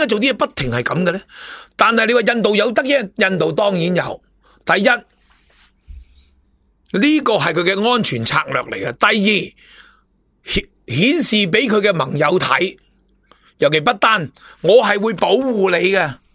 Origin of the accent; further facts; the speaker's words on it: China; 我承认我系中国人，但系唔系中共政权底下嘅中国人。